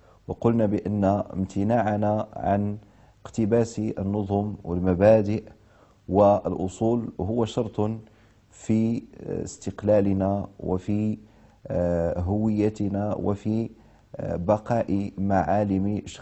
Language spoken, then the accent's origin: Arabic; Morocco; بلدي الأصلي المملكة المغربية والبلد المستضيف لهذه الحلقات وهي دولة الكويت الشقيقة